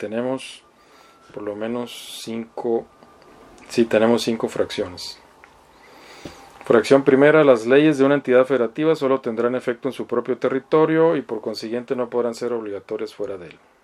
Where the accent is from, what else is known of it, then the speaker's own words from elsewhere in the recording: Mexicali, Baja California, Mexico; si firman un contrato con un banco que les gusta en Mexicali, de donde soy oriundo